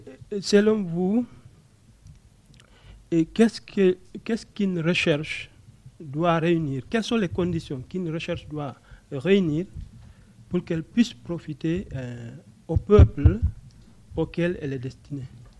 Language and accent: French; Guinea; je suis guinéen, mais je fais mon doctorat au Mexique et je suis en train de faire les recherches en France.